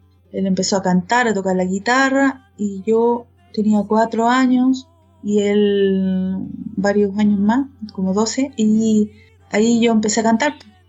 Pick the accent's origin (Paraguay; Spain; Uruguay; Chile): Chile; Rancagua, O'Higgins; born there; Yo nací en Rancagua, una ciudad que queda al sur de Santiago, la capital de Chile, a unos 80, 100 kilómetros al sur. Es una ciudad que es más o menos grande.